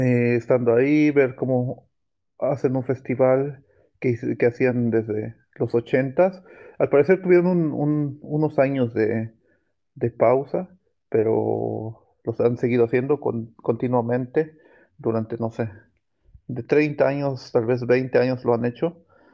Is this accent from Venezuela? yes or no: no; Mexico; El último festival que fui ya éramos como 10 mexicanos ahí y era más divertido aún